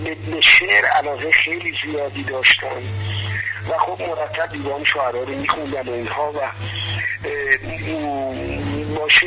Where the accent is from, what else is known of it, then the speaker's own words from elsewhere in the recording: Isfahan, Iran; چون خودم اصلا اصفهانی هستم،